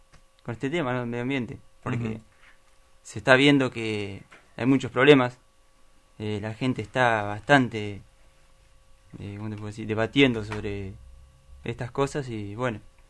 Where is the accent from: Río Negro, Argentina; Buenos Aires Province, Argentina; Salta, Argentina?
Buenos Aires Province, Argentina; San Miguel; Y minería, para mí, yo soy de San Miguel.